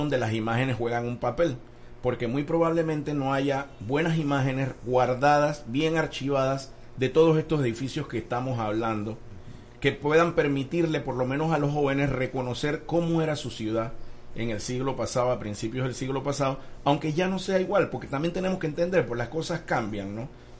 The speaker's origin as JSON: {"language": "Spanish", "country": "Panama", "said": "elementos que nos hacen ser lo que somos, entonces nosotros también dejamos de existir de alguna manera como panameños."}